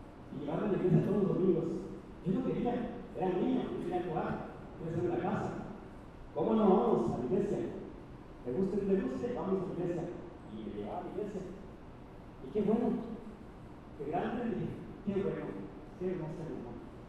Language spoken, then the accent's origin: Spanish; Ciudad Juárez, Chihuahua, Mexico; Porque mi mamá me enseñó de chico en Juárez